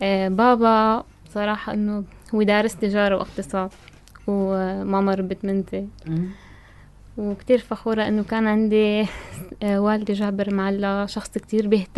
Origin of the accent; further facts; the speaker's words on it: Tartus, Tartus Governorate, Syria; لا أنا ساكنة بطرطوس من صغري